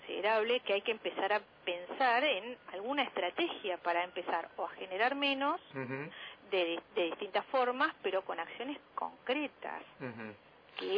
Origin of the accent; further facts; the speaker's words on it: Buenos Aires, Argentina; cada vez vamos a hablar de los que más conocemos, que somos los porteños.